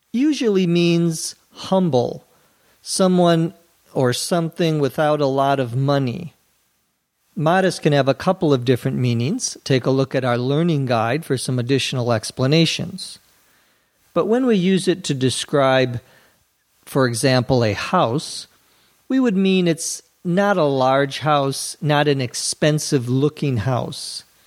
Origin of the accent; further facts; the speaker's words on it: Minnesota, United States; Our house, when I was growing up in Minnesota, had a porch.